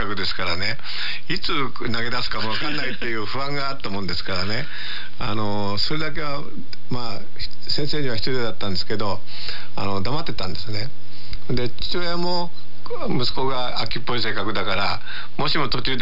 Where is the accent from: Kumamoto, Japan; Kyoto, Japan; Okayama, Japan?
Okayama, Japan; お前は どこの出身だって言うから岡山ですって言ったら、岡山には … 多いのかって言われて